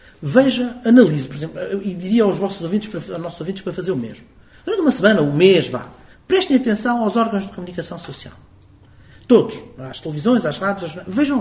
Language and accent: Portuguese; Guimarães, Braga, Portugal; Eu que venho de Guimarães